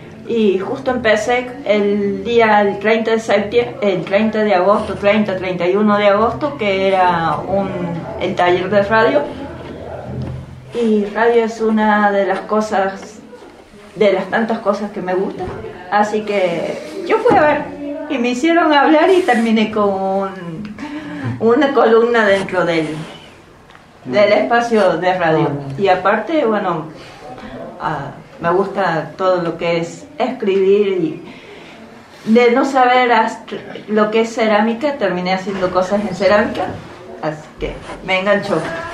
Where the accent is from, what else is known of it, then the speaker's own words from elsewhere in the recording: Córdoba, Argentina; now in Bariloche, Argentina; yo no soy de acá de Bariloche, sino que vengo del norte de la provincia de Córdoba.